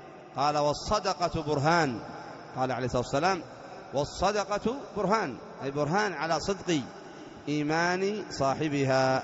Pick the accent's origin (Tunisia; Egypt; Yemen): Yemen; Aden; مثلا عندنا في عدن تؤخذ من أغنياء عدن وترد في فقراء عدن